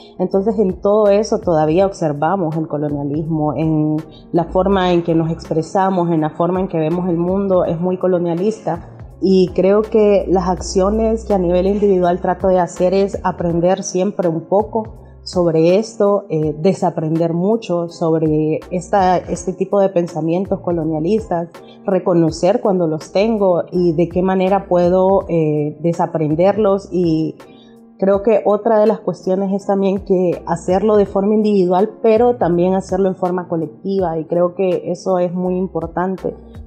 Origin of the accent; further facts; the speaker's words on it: Tegucigalpa, Francisco Morazán, Honduras; soy de Tegucigalpa, Honduras